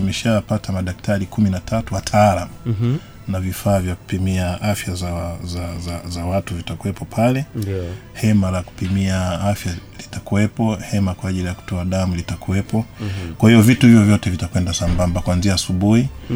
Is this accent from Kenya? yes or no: no; Tanzania; Sisi ni Watanzania